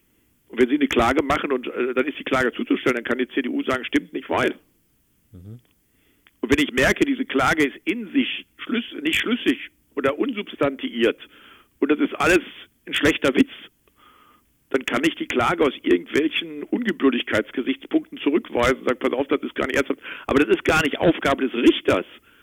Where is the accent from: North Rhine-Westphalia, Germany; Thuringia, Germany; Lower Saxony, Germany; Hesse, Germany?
North Rhine-Westphalia, Germany; now in Berlin, Germany; Nee, ich bin aus Westfalen ursprünglich.